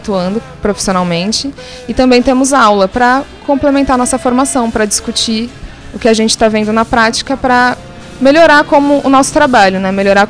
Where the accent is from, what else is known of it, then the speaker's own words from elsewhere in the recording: São Paulo, Brazil; now in Rio de Janeiro, Brazil; eu sou nutricionista, eu sou de São Paulo, nasci lá, mas moro no Rio de Janeiro, faço residência numa clínica da família no Complexo do Alemão, que se chama Rodrigo Roig.